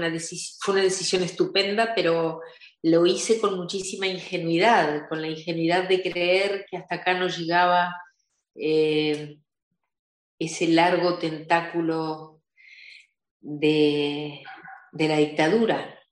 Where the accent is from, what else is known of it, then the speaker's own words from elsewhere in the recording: Argentina; moved away; Nací en la Argentina. El comienzo de mi juventud fue en la Argentina.